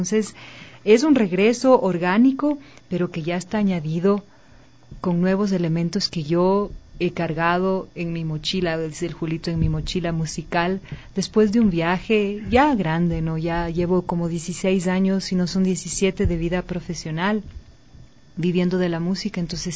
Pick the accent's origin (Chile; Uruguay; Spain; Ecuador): Ecuador; El fado portugués para mí es un género que me llega muchísimo y como ecuatoriana no soy la única.